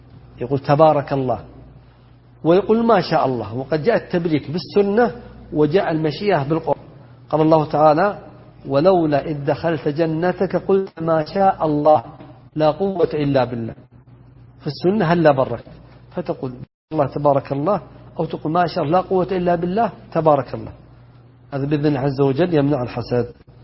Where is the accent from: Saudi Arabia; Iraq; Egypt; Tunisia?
Saudi Arabia; Najd; بينما عندنا في نجد انحتة